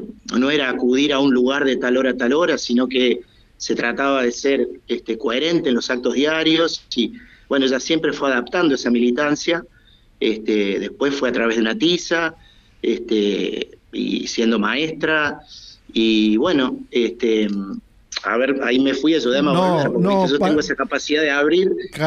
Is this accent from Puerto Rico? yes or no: no; Argentina; also born or lived in Havana; yo nací en La Habana y estuve más o menos hasta el año y ocho meses ahí. Sí. Después volvimos a la Argentina.